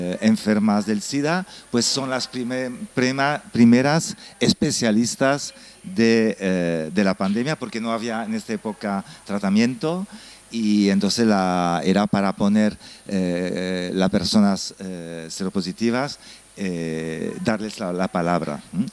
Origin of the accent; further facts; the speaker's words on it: Brussels, Brussels-Capital Region, Belgium; first language French; Spanish is a second language; soy belga francófona y nacido y crecido en Bruselas, y por eso lo siento si a veces no encuentro las palabras.